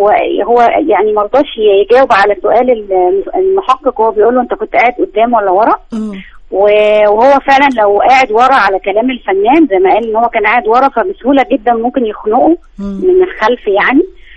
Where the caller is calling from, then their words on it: Alexandria, Alexandria Governorate, Egypt; من اسكندريه